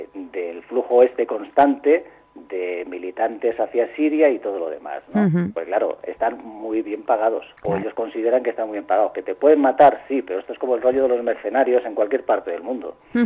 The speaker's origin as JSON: {"language": "Spanish", "region": "Castile", "country": "Spain", "lives_now": "Moscow, Russia", "said": "como buen castellano que soy, pese a ser el corresponsal de Lucha Libre en Moscú"}